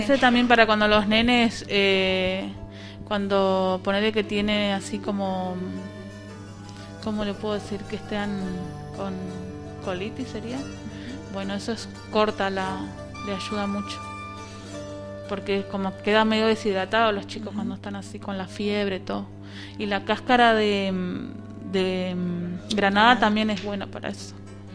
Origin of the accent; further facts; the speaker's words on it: San Vicente, Misiones, Argentina; born there; Nací en Misiones. Ah. O sea, el lugar donde nací es San Vicente de Misiones, que es el cuarto municipio de la capital, que es Posada.